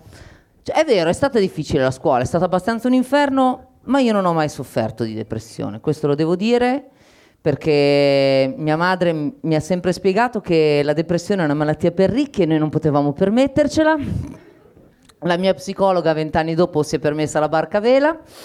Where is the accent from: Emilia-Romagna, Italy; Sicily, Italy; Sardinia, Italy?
Emilia-Romagna, Italy; Faenza; born there; Anche perché io non sono nato a Milano, sono nato a Faenza.